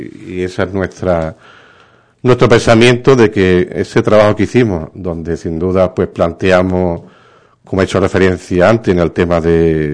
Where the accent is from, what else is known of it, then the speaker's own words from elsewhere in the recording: Ubrique, Andalusia, Spain; un gran orgullo como ubriqueño, pues haber podido estar en Bruselas defendiendo los intereses de mi pueblo. Así, he sido el primer alcalde de Ubrique que ha estado en dos comisiones parlamentarias en el Parlamento Europeo